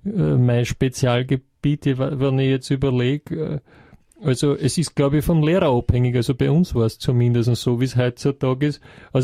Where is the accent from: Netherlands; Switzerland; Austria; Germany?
Austria; ist ja bei uns in Österreich nicht sehr weit verbreitet.